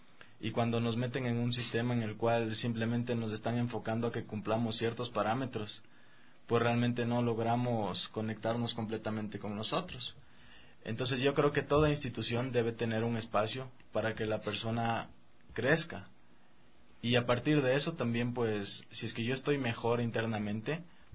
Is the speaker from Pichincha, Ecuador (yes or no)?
no; Riobamba, Chimborazo, Ecuador; Desde pequeño, porque yo crecí justamente en Riobamba.